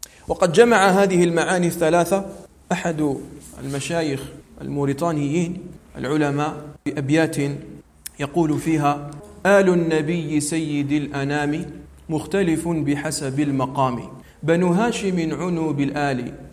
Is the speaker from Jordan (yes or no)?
no; Algeria; عندنا في الجزائر، فنحن في الجزائر لسنا عربا، نحن بربر في الأصل، وأنسابنا منقطعة بسبب الاستدمار الفرنسي.